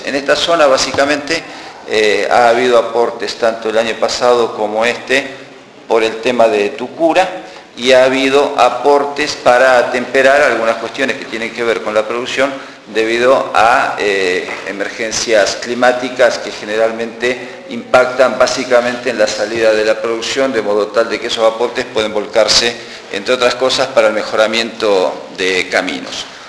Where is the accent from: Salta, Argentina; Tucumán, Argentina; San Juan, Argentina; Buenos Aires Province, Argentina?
Buenos Aires Province, Argentina; Como nosotros, en verdad, somos de provincia de Buenos Aires